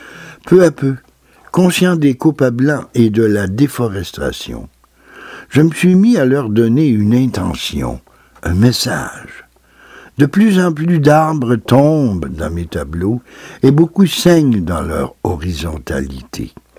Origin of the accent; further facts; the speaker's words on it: Val-d'Or, Quebec, Canada; ces boulots sont vraiment ceux qui entourent ma ville natale, Val-d'Or.